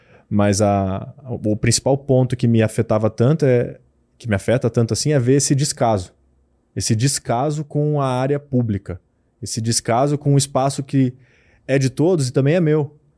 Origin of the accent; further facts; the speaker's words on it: Lajeado, Rio Grande do Sul, Brazil; E eu cresci observando isso e vendo isso muito. Por bem ou por mal, lá em Lajado, de onde eu sou, eu achava que era normal.